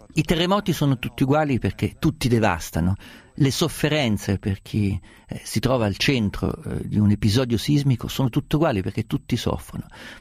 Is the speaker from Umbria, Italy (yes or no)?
yes; Umbria, Italy; essendo umbro e essendo naturalizzato per momenti vacanzieri abruzzese